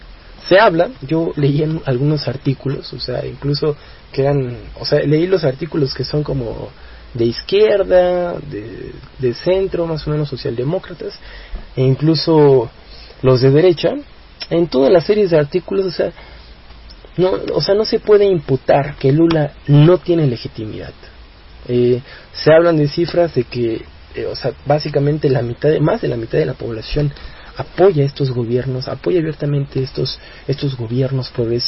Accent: Mexico; a nosotros como mexicanos y como jóvenes nos sirve para medir la fuerza que está teniendo el neoliberalismo.

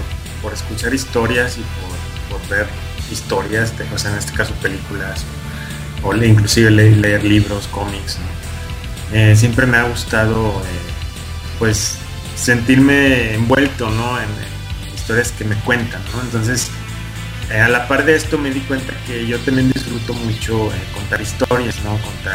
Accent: Mexico; A querer yo también contar historias, pero situadas en mi país, ¿no? Que tengan un propósito más directo con tanto como con los mexicanos como con las personas fuera del país, ¿no?

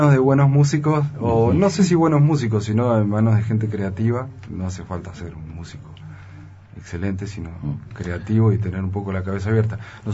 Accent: Mendoza, Argentina; Yo hace muy poco que vivo acá, hace 3 años apenas. Yo soy mendocino.

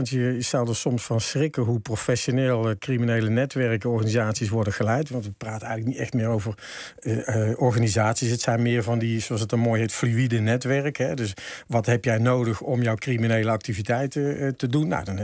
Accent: North Brabant, Netherlands; Ik zou bijna zeggen, ja, ik ben zelf Brabander.

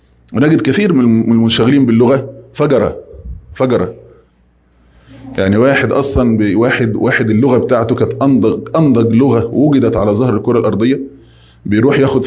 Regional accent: Egypt; يعني لو احنا مثلا كمصريين قبل ما يجي

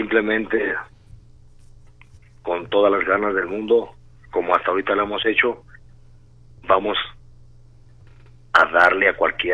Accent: Tala, Jalisco, Mexico; Tala, Jalisco, mi tierra querida

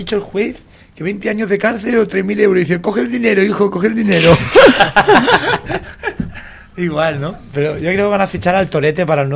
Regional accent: Barcelona, Catalonia, Spain; Yo me crié en la Barcelona posolímpica, olímpica.

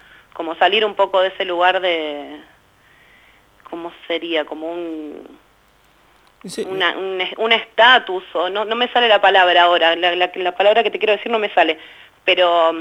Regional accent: Berazategui, Buenos Aires Province, Argentina; No solo de Berazategui, yo soy de Berazategui

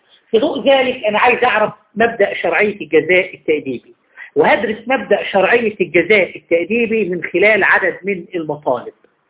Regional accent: Egypt; بمعنى إن المفروض عندنا في مصر هنا

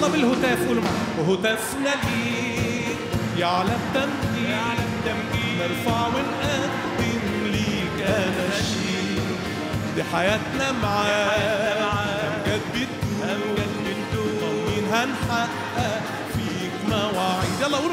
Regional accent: Upper Egypt, Egypt; عارف لما عندنا في الصعيد يقولوا بيقول بالفم المليان، عارفين التعبير ده؟ مش عارفينه؟ احسب يعني، يمكن عشان انا من هناك انتوا من هنا بقى.

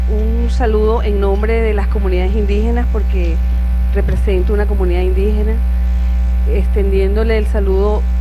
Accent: Bolívar, Venezuela; todo el mundo cree en su zona por haber nacido en su lugar. Yo soy de la Gran Sabana, señor presidente.

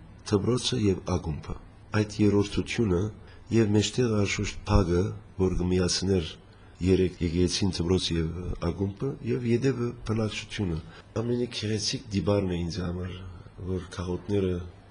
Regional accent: Lebanon; also born or lived in Syria; Լիբանան ծնած եմ, սակայն մանկությանս մեկ մասը Սուրիա ապրած ենք

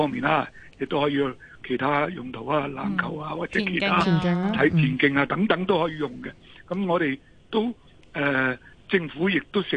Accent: Hong Kong; 我哋建基可以呢個歐洲強項嘅運動喺我哋香港人都能夠取得成為張家朗都成為世界一哥啦

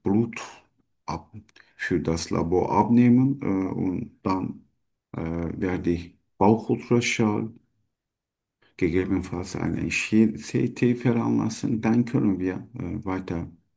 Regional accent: Turkey; German is a second language; moved away as an adult; now in Germany; Ich komme aus der Türkei.

